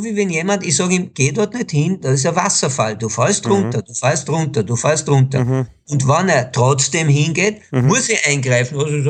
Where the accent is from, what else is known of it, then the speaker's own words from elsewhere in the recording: Israel; Ich bin in Israel geboren, bin dreisprachig aufgewachsen, was mir Enormes gebracht hat